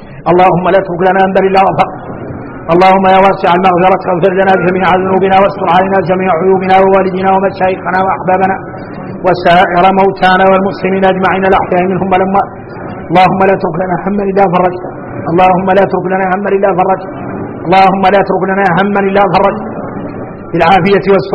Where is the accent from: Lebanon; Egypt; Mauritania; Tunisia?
Mauritania; نحن موريتاني عندنا الاحوال عندنا الاحوال